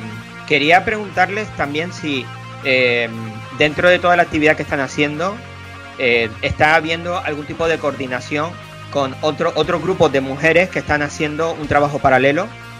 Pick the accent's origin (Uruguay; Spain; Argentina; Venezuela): Spain; yo como metalero español tengo la percepción de que conocemos muy poco la escena gallega